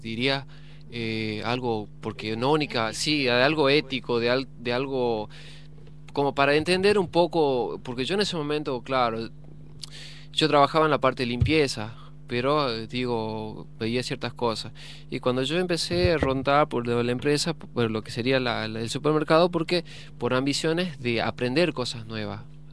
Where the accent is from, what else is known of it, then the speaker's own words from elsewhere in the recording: Jujuy, Argentina; now in Buenos Aires, Argentina; soy de Jujuy, llegaba hace poco tiempo que llegaba, porque aparte no conocía lo que es la ciudad de Buenos Aires, la capital federal